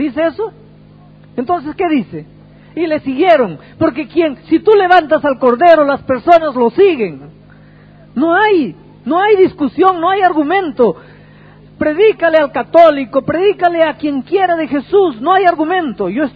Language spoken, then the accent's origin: Spanish; Peru; now in Brazil; Yo soy peruano, pero vivo en Brasil.